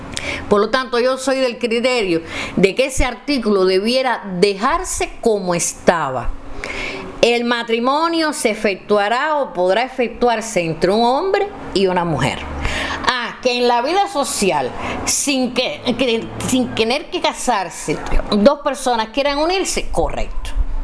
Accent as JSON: {"language": "Spanish", "country": "Cuba", "said": "Pero en mi país, mi Cuba, este que yo he visto con este terruño que he visto con tanta justicia, con tanto valor, con tanta fortaleza"}